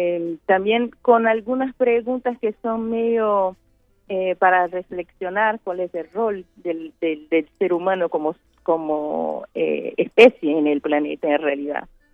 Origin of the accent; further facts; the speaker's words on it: Bahia, Brazil; Spanish is a second language; yo vengo de Brasil, Bahía, perdón si mi español me falla a veces